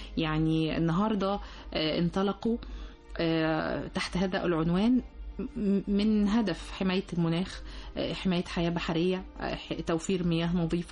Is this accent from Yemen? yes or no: no; Egypt; حتى احنا كمجتمع مصري يعني بيحب النكته الحلوه والضحكه الحلوه